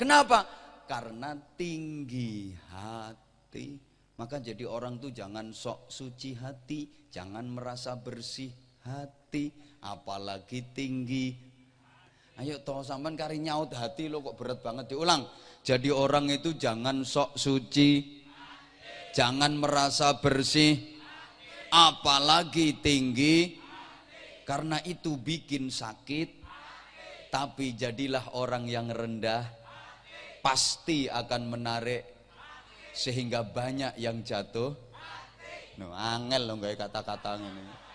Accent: Bojonegoro, East Java, Indonesia; Kayak adhan khas daerah saya, daerah Bojonegoro.

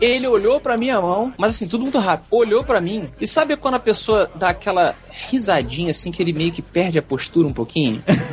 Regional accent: Brazil; Sou lá do Brasil.

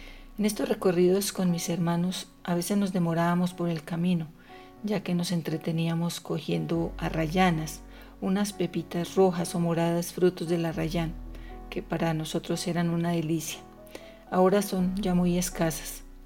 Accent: La Calera, Cundinamarca, Colombia; soy de La Calera y hoy les compartiré algunos versos desde el encierro

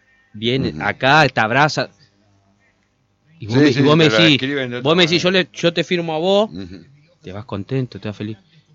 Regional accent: Argentina; Somos argentinos, tenemos al mejor del mundo

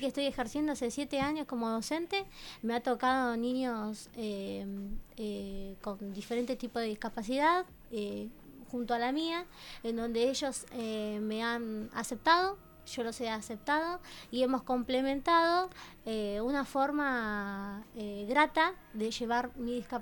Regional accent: Berisso, Buenos Aires Province, Argentina; Bueno, tengo 28 años, soy de Berisso

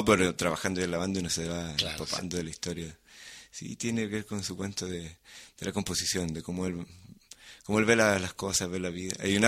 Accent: Chile; Y lo vamos mezclando como chilenos que somos, que mezclamos todo.

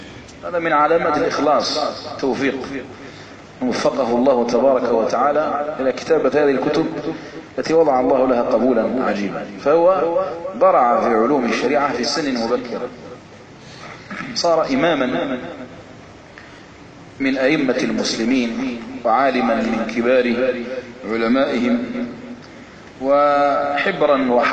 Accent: Algeria; الجزائر بلدنا الجزائر المحمية بالله عز وجل

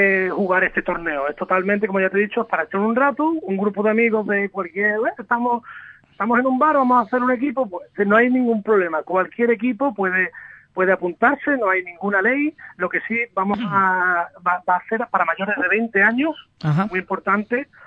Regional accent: Seville, Andalusia, Spain; Yo exactamente soy de Sevilla, pero mi familia son todos de allí, del Bosque, de Ubrique.

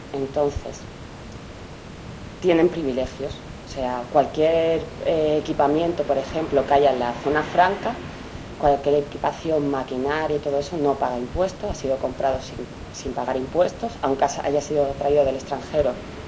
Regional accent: Seville, Andalusia, Spain; moved away as an adult; now in El Salvador; llevo 4 años en El Salvador, aunque soy de Sevilla.

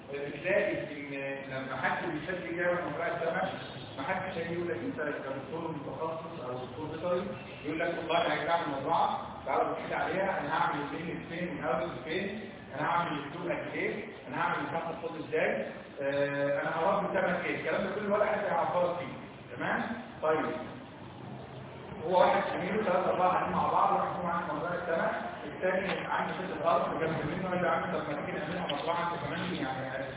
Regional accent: Egypt; احنا عارفين ان احنا كلنا كلنا اللي احنا مصريين ان احنا كلنا مصريين

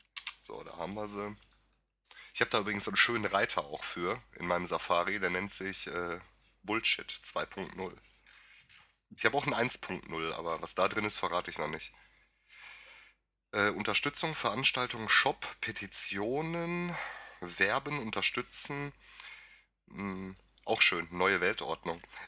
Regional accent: Ukraine; German is a second language; now in Germany; Ich habe dies in meinem Heimatland, der Ukraine, mehrmals erlebt.

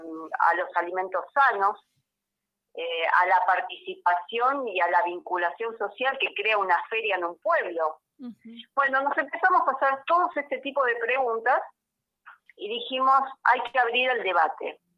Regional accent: Buenos Aires, Argentina; yo soy de Buenos Aires

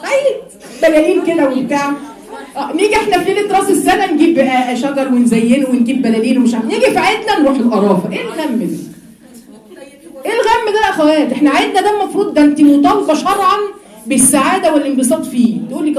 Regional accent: Giza, Giza Governorate, Egypt; عشان انا اهلي من الجيزه اصلا،

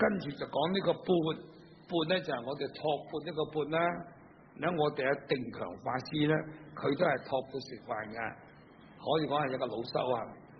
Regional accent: China; 我哋中國人嘅衣服，因為我哋中國咧比較咧印度嚟講咧係凍咗好多。

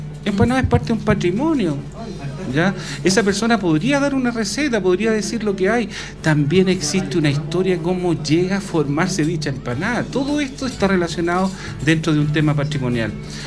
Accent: Cajón del Maipo, Santiago Metropolitan Region, Chile; Yo soy una persona del Cajón del Maipo, donde por fuera de mi casa corría el famoso tren militar, la panchita que le llamaban, ¿ah? Y también corría el automotor. Eso fue mi imagen de niño

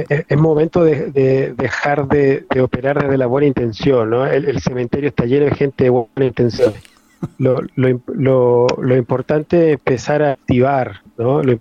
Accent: northern Chile, Chile; Soy chileno, oriundo de tierras nortinas, de tierras desérticas de Chile.

